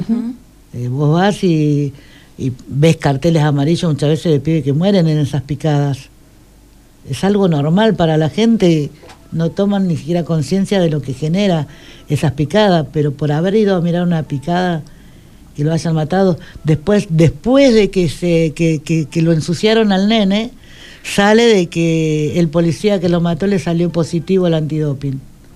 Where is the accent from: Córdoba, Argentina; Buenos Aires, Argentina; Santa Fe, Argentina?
Buenos Aires, Argentina; Yo tengo 56 años y me crié en Ciudad Oculta.